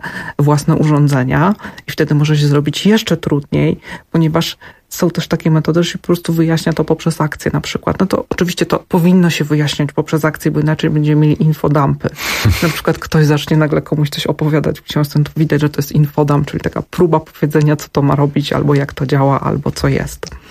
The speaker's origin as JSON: {"language": "Polish", "town": "Zamość", "region": "Lublin Voivodeship", "country": "Poland", "said": "Ja pochodzę z Zamościa."}